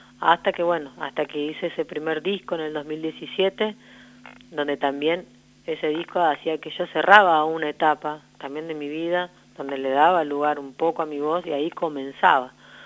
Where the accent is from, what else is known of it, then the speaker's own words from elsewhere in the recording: La Pampa, Argentina; also born or lived in Buenos Aires; now in Córdoba, Argentina; O sea, yo ya llevo más de 20 años fuera de acá, de La Pampa, uh-huh. Que me fui a vivir primero a Buenos Aires, viví... casi 20 años y hace ya 2 años que estoy en Córdoba.